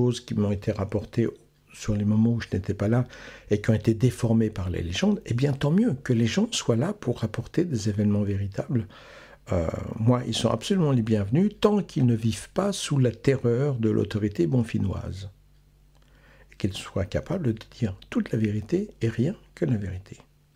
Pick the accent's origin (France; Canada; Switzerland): Canada; Quebec; Je viens du Québec, je te dis. Je trouve que c'est un pays drôlement chouette.